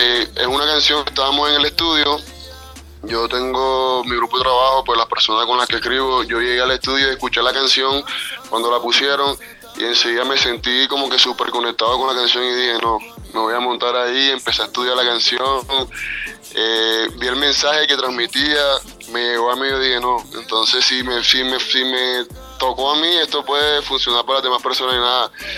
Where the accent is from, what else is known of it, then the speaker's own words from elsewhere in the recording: Santa Marta, Magdalena, Colombia; vengo de la ciudad de Santa Marta, de Colombia.